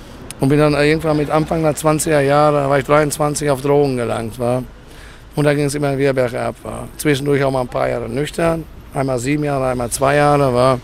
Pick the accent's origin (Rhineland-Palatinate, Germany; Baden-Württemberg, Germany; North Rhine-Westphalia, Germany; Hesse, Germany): North Rhine-Westphalia, Germany; Ich bin ja in einem guten Elternhaus aufgewachsen im Sauerland.